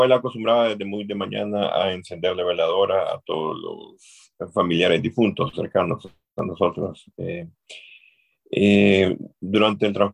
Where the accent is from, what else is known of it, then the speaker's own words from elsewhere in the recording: Tegucigalpa, Francisco Morazán, Honduras; pues sí, yo soy de Honduras, de Tegucigalpa, de la capital de Francisco Morazán, Tegucigalpa.